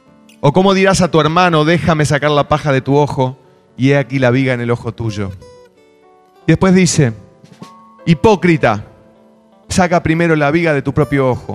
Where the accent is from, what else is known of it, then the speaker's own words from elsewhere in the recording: Montevideo, Uruguay; iba caminando por Positos en Montevideo, de donde yo soy